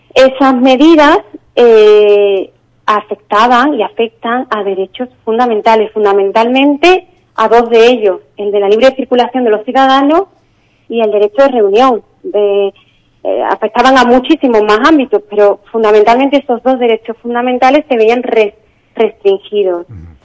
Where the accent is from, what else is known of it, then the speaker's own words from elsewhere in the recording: Spain; a mí, como ciudadana, como jurista, como española, como demócrata